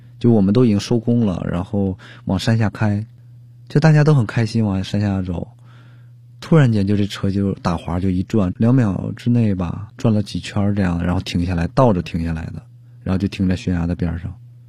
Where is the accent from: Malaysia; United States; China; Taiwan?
China; Liaoning; 我是辽宁人，但是辽宁近这么多年吧，